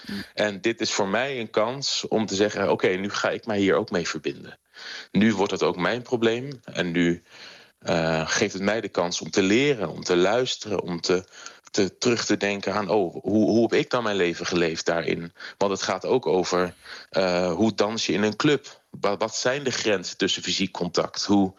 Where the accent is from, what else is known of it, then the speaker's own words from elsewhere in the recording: Netherlands; Maar ja, ik blijf een Nederlander die daar 1,5 jaar is geweest